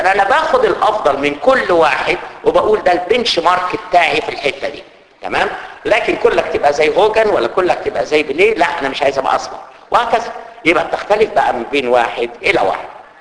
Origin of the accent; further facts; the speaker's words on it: Egypt; زي عندنا في مصر كده